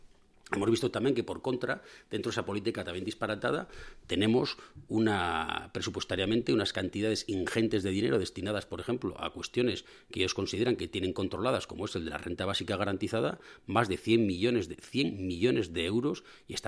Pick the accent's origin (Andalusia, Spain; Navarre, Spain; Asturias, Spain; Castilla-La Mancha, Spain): Navarre, Spain; porque forma parte de nuestra identidad como navarros.